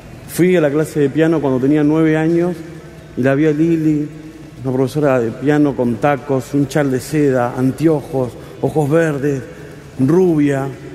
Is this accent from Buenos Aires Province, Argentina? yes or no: no; San Juan, Argentina; born there; now in Buenos Aires, Argentina; Nacimos en San Juan y nos vinimos a Buenos Aires a buscar el oro y el moro.